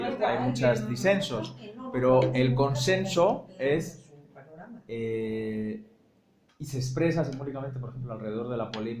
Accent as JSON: {"language": "Spanish", "country": "Spain", "said": "nada que ver yo soy español, pero podía no serlo"}